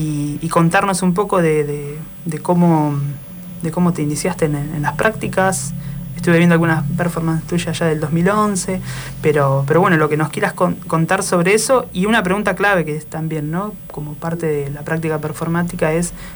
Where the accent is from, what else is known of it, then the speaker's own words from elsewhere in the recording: Nueve de Julio, Buenos Aires Province, Argentina; yo soy el 9 de julio y quedaba como ahí cerquita